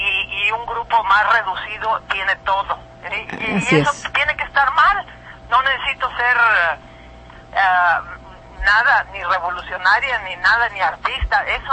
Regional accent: Mexico; Y deja tú lo de artista por un lado, como mexicana

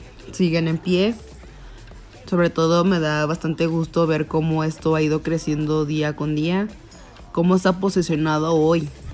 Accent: León, Guanajuato, Mexico; incluso de donde soy, que es León, Guanajuato

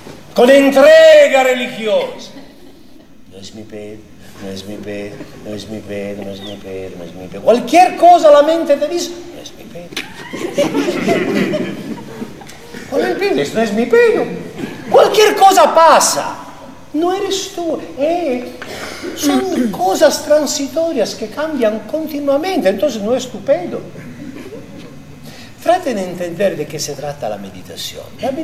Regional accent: Mexico; yo, como mexicano

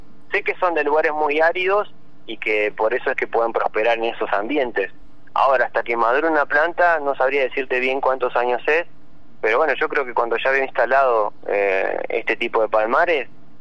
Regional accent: Argentina; Yo creo que me da ese punto como de argentino, la verdad que tenemos tanto por disfrutar

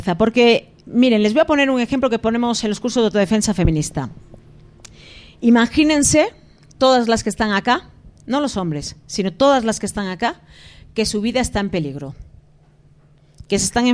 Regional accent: Basque Country, Spain; born there; en esa pequeña parte del mundo donde yo nací, que es el País Vasco

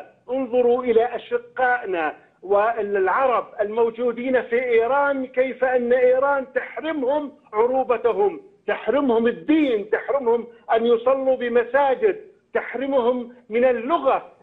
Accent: Jordan; هذا بيعني إلي كأردني، بيعني إلي كمحلل

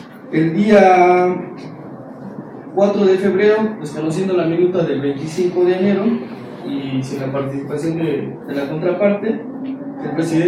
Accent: Eloxochitlán de Flores Magón, Oaxaca, Mexico; Nosotros somos miembros de la Asamblea Comunitaria de Locochitlán de Flores Magón, Oaxaca. Está ubicado en la Sierra Mazateca, en los límites entre Veracruz y Puebla.

